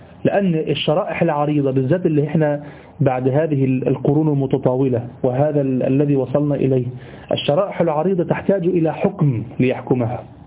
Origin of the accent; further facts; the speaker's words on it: Egypt; في حاجة غريبة عندنا في مصر، دي حاجة غريبة يعني